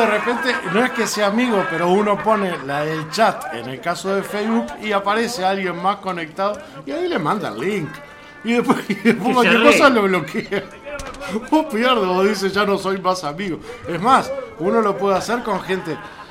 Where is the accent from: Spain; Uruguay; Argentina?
Uruguay; se me hace muy difícil a mí como uruguayo decir cuál es mejor